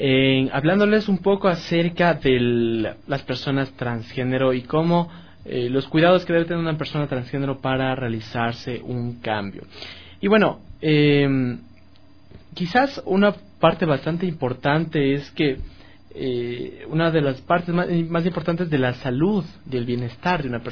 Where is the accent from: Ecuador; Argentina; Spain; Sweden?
Ecuador; estamos obligados como ecuatorianos